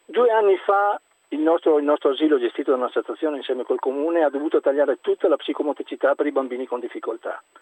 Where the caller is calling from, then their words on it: Verona, Veneto, Italy; Chiamo da Verona.